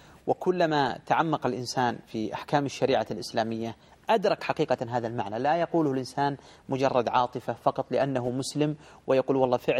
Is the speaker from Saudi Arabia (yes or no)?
yes; Saudi Arabia; يعني مثلا عندنا في المملكة العربية السعودية الآن عدد السكان 20 مليون